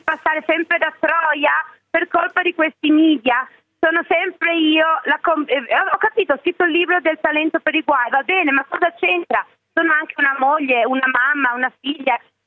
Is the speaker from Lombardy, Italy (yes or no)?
no; Vicenza, Veneto, Italy; io sono di Vicenza, tu sei di Padova